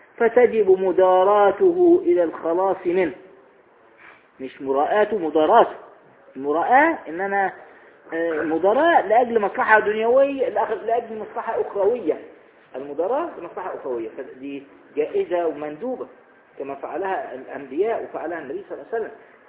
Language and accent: Arabic; Egypt; ويقولون ايضا عندنا في مصر الصاحب ساحب